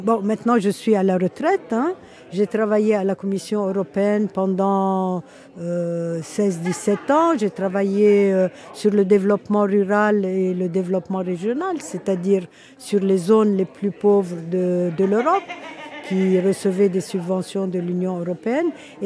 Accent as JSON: {"language": "French", "country": "Lebanon", "tie": "born or raised there", "also_born_or_lived": "Portugal", "moved": "as an adult", "lives_now": "Brussels, Belgium", "said": "Je suis née au Liban, j'ai fait mes études au Liban et je suis partie, j'avais une vingtaine d'années."}